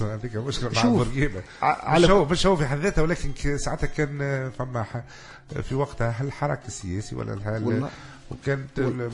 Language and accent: Arabic; Tunisia; تو النظام الرأسمالي تو عندنا في تونس هنا